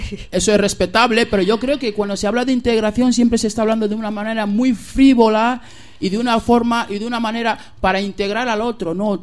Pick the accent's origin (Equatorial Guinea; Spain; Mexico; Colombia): Equatorial Guinea; Los guineanos también somos africanos con cultura hispana.